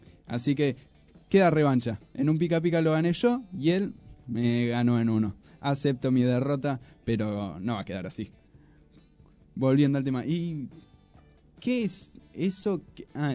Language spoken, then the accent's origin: Spanish; Moreno, Buenos Aires Province, Argentina; La verdad que somos un montón y que pibes que no nos conocemos y somos de Moreno.